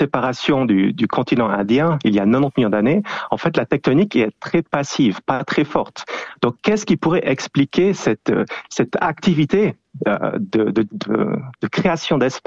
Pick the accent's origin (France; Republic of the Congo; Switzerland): Switzerland; en tant que Suisse, on va dans les Alpes